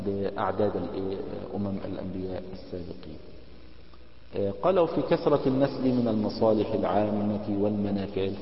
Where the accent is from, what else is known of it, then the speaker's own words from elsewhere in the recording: Egypt; now in United States; يعني عندنا في مصر حول يعني معونات من الدول الأجنبية